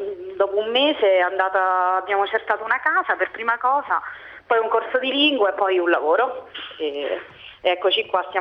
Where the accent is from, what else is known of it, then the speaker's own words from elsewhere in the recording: Rome, Lazio, Italy; moved away as an adult; now in Paris, France; Allora, vengo da Roma, mi sono laureata 3 anni e mezzo fa a Roma